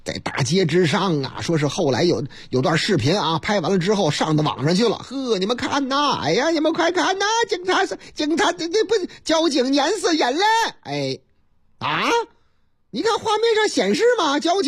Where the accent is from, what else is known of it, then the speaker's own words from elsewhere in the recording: Shandong, China; 这也是这个山东是啊，是我老家山东啊